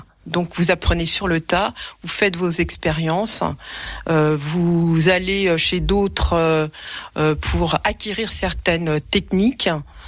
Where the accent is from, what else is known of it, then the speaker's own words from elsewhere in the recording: Île-de-France, France; moi, je viens pas des Vosges, je viens de la région parisienne